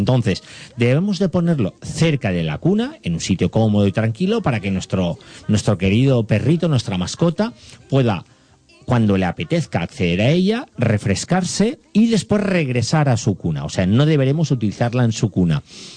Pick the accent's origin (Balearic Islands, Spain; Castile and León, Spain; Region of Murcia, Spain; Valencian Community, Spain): Valencian Community, Spain; Guadassuar; yo vivo muy cerca, yo soy de Guadasuar